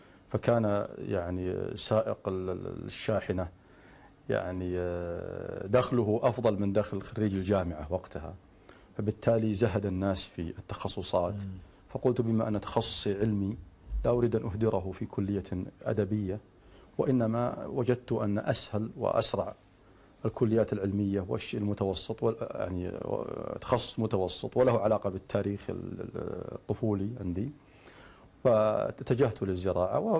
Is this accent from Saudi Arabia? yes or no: yes; Saudi Arabia; 1961 في مدينة الرس، إحدى مدن منطقة القصيم وسط المملكة العربية السعودية. نشأت هناك في مزرعة والدي رحمه الله. أنهيت دراستي الابتدائية والمتوسطة والثانوية وأنا ابن الريف. انتقلت بعدها في عام 79 ميلادي إلى جامعة الملك سعود